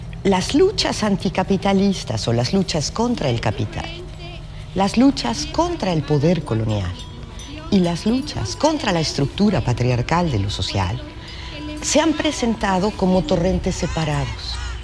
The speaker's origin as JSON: {"language": "Spanish", "country": "Mexico", "lives_now": "Córdoba, Argentina", "said": "soy mexicana y estoy en la en Córdoba, Argentina"}